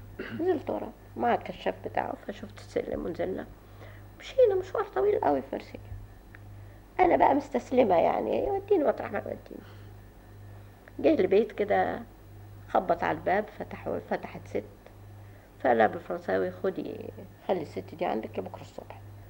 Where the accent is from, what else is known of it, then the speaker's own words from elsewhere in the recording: Egypt; وكنت أنا أول مصرية اختارتني عشان تفتيش اللغة الإنجليزية